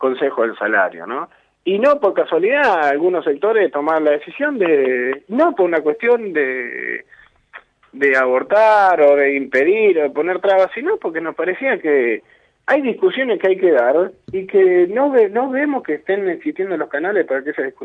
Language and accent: Spanish; Argentina; lo que nos pasa a nosotros como argentinos, como trabajadores y como parte de este pueblo